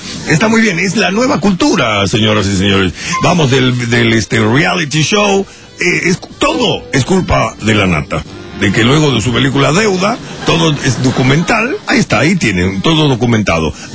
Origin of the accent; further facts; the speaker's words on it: Paraguay; Yo sé, soy paraguayo.